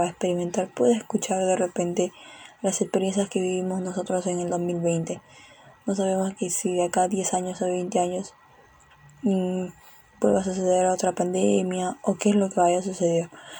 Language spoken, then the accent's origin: Spanish; Peru; aprendamos que tenemos que cambiar como peruanos, como sociedad y como seres humanos.